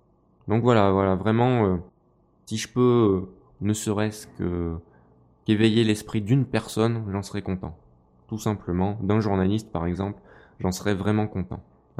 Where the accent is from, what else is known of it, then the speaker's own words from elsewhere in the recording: France; je suis français, j'ai un petit faible pour les pilotes français